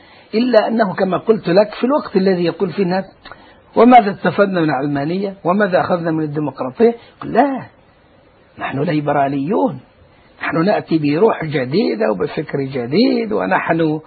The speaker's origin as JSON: {"language": "Arabic", "country": "Egypt", "said": "يعني مثلا عندنا في مصر ثورة قامت"}